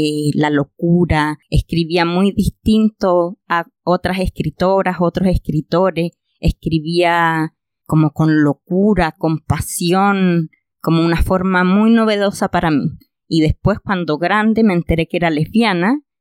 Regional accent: Concepción, Biobío, Chile; Yo iba caminando por Concepción, yo soy de Conce

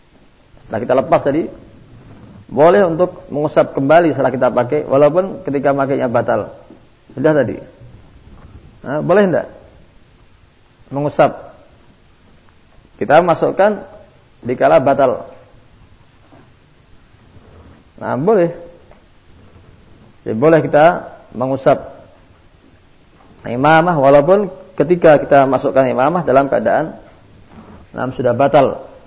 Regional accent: India; Saya orang India.

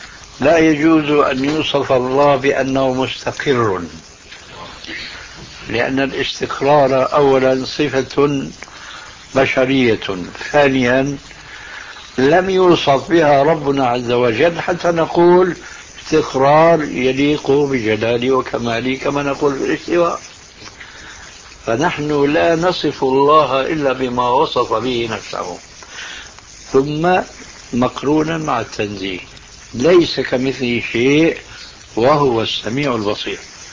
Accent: Syria; يضرب المثل عندنا في سوريا أن رجل كردي يبقى متحمس للإسلام

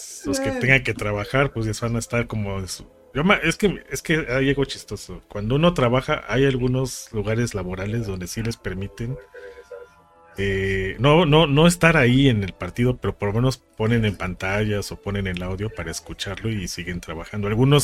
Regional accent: Mexico; Es parte de nuestra propia identidad como mexicanos.

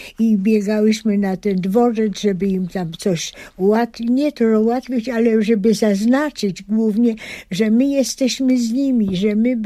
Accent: Pabianice, Łódź Voivodeship, Poland; also born or lived in Biała; Ja urodziłam się na wsi w Białej koło Zgierza i to była właśnie początek mojego życia. Potem ze względu na szkoły rodzice postarali się przenieść do Pabianic, bo córki już dojrzały i jeszcze nadawały do pójścia do gimnazjum. No i ja oczywiście chodziłam do szkoły już w Pabianicach.

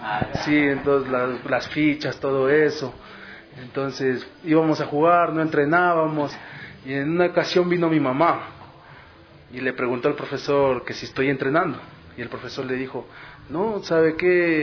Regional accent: Carchi, Ecuador; born there; yo nací en la provincia de Carchi, justamente el 4 de septiembre de 1992.

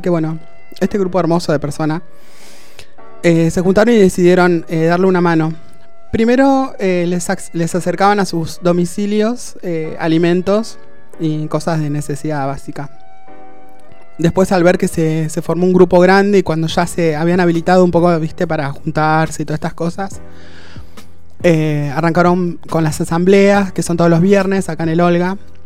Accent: La Plata, Buenos Aires Province, Argentina; also born or lived in Posadas, Argentina; Soy de La Plata, nacido en La Plata. Viví un tiempo en Misiones, en Posadas, y después retorné.

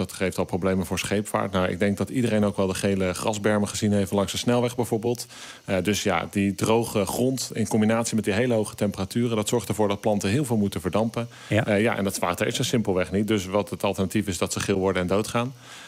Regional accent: Netherlands; Ja, we zijn dus denk ik als Nederlanders niet bewust van hoe moeilijk en goed het is ons drinkwater is.

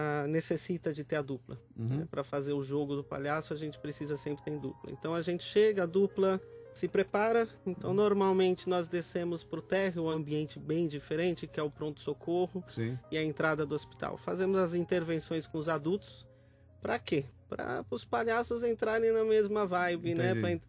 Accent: Santo André, São Paulo, Brazil; Eu sou de Santo André, aqui em São Paulo.

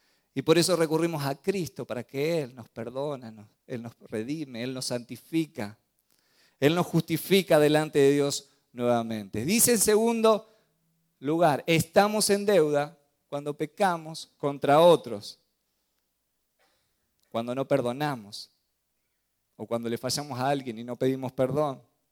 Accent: Argentina; born there; yo nací en Argentina, pero mi reino es del cielo.

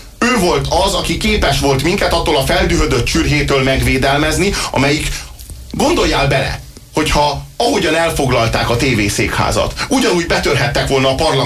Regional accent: Budapest, Hungary; Főleg a főváros miatt aggódunk, tekintettel, hogy budapestiek vagyunk, én is, és Magyar Dávid kollégám is

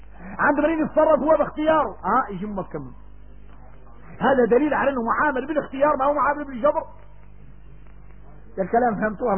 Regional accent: Mauritania; احنا موريتاني في المنافع آية من آيات الله

